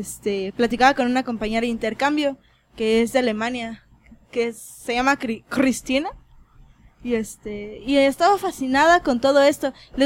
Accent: Mexico; creo que como mexicanos, no nos basta con solo el día del funeral

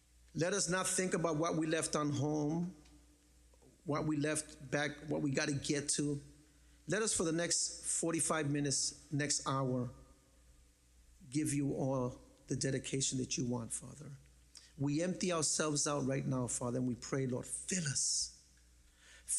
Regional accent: Bronx, New York, United States; I'm Puerto Rican. I'm from the Bronx. My first language is ghetto. I grew up in the Bronx

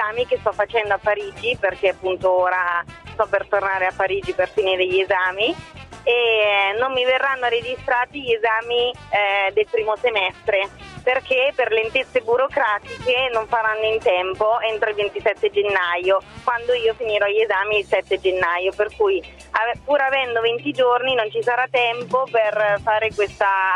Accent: Macerata, Marche, Italy; Io ho 23 anni e ho studiato, vengo da Macerata, quindi da una piccola realtà di provincia.

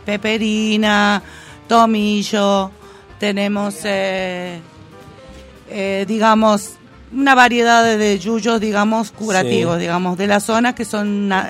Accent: Las Calles, Córdoba, Argentina; Yo soy nativa de la localidad de Las Calles. Ajá. Pero estoy viviendo hace más o menos aproximadamente 9 años.

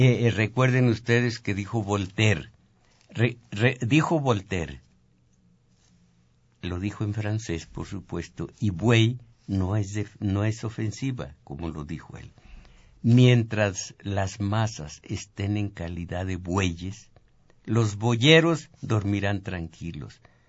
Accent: Zacatecas, Mexico; No nací en Veracruz, se necesita haber nacido allí para ser jaranero, para los sones veracruzanos. En cambio, se me da la música de mi tierra, aunque no la practico, la música de Zacatecas.

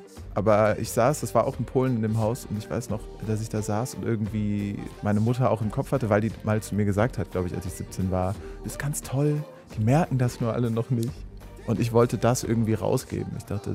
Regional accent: Aachen, North Rhine-Westphalia, Germany; moved away as an adult; also born or lived in Mannheim; now in Berlin, Germany; Ich bin von Aachen nach Berlin gezogen, erstmal habe ich einen Zwischenstopp noch in Mannheim gemacht, habe da studiert und dann wollte ich unbedingt in eine noch größere Stadt, weil ich irgendwie mein Leben lang in einer kleinen Großstadt gelebt habe.

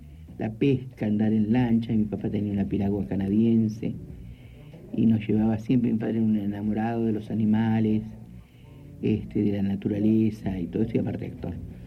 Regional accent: Concepción del Uruguay, Entre Ríos, Argentina; En Entre Ríos, en Concepción del Uruguay.

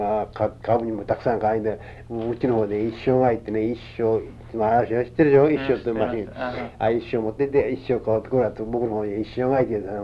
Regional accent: Shimizu, Shizuoka, Japan; 静岡です。清水です。

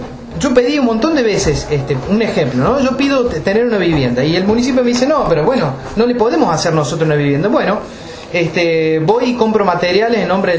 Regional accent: Capilla del Monte, Córdoba, Argentina; born or raised there

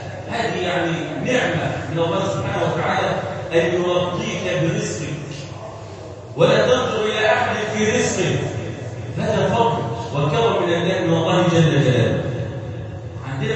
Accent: Egypt; اللهم اجعل بلادنا مصر امنا امانا وسائر بلاد

